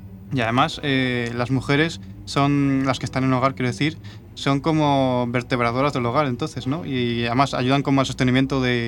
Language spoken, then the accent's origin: Spanish; Villavaruz, Castile and León, Spain; Ese es mi pueblo, sí.